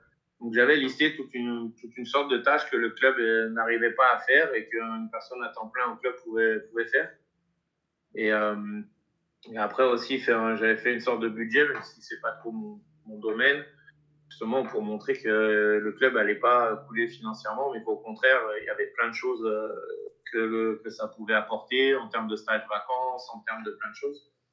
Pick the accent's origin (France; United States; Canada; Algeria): France; Auvergne-Rhône-Alpes; Ouais, région lyonnaise